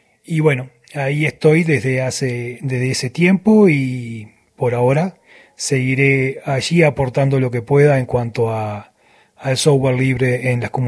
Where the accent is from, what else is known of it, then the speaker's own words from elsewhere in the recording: Uruguay; moved away as an adult; now in Venezuela; soy un uruguayo viviendo hace tiempo, ya hace unos años, en Venezuela.